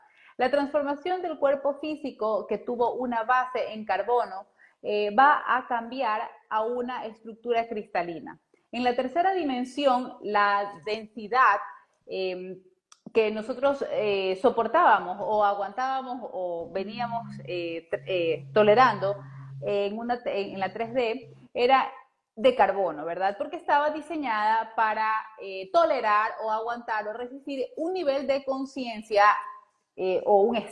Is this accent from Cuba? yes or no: no; Ecuador; Un abrazo fuerte para Ecuador, mi tierra hermosa.